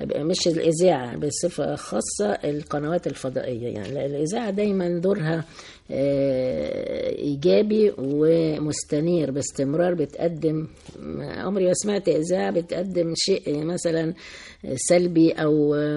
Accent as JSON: {"language": "Arabic", "country": "Egypt", "said": "و في اثناء الثوره عندنا في مصر يعني"}